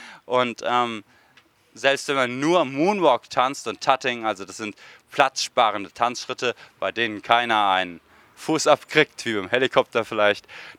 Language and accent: German; Mannheim, Baden-Württemberg, Germany; born there; now in Berlin, Germany; Und ich komme aus Berlin, berufstätig, und bin in Mannheim allerdings geboren.